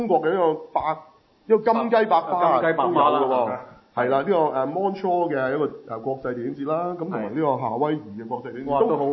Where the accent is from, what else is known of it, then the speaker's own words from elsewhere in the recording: Hong Kong; 因為導演係我哋香港人嚟嘅